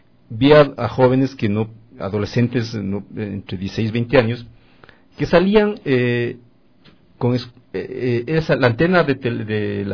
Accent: Tumbaco, Pichincha, Ecuador; Incluso una anécdota, yo soy de Tumbaco, mi comuna es de Tumbaco

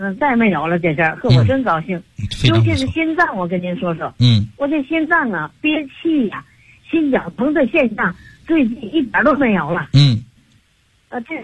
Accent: Tianjin, China; 嗯，我是天津的。

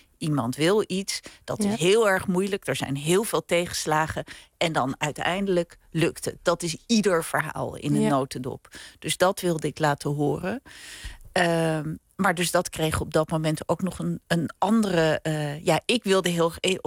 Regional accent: Edam, North Holland, Netherlands; Ja, ik ben opgegroeid in Edam.

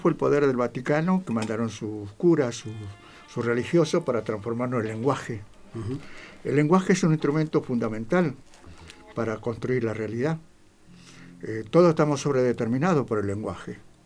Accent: Salta, Argentina; soy un collo salteño, transculturado.

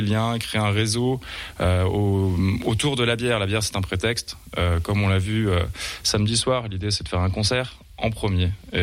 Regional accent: Épinal, Grand Est, France; moi je suis voilà originaire quand même d'Épinal, donc il y avait pas de brasserie à Épinal

